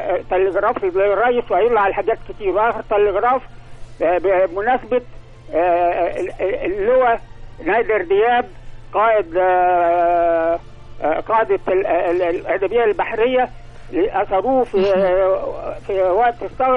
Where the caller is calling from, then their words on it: Alexandria, Alexandria Governorate, Egypt; نقيب امن بحري وحربي